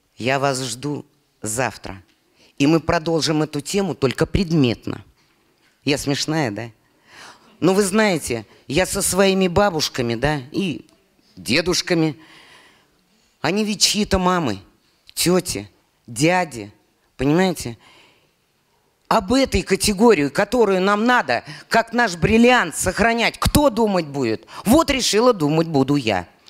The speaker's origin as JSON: {"language": "Russian", "region": "Bashkortostan", "country": "Russia", "tie": "born there", "said": "Я родилась в Башкортостане."}